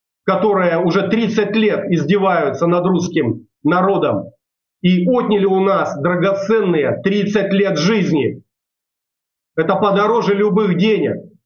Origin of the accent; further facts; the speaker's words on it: Tulun, Irkutsk Oblast, Russia; на моей малой родине, в городе Герои Тулуни Иркутской области, по улице Лыткина, 66